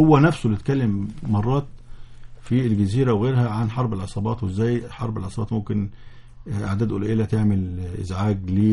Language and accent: Arabic; Egypt; لكن انا كمصري